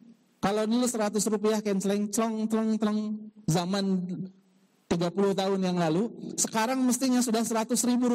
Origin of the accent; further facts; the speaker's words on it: Bandung, West Java, Indonesia; born there; Kurang lebih 38 tahun yang lalu saya dilahirkan di kota Bandung